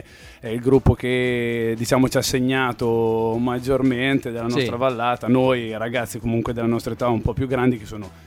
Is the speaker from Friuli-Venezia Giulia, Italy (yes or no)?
no; San Piero in Bagno, Emilia-Romagna, Italy; Noi siamo di San Piero in Bagno, in realtà il comune si chiama Bagno di Romagna.